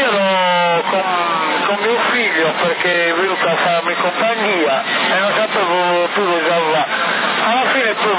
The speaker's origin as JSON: {"language": "Italian", "country": "Albania", "lives_now": "Italy", "said": "Io non ho fissa dimora, io sono albanese, non ho fissa dimora e non ho casa."}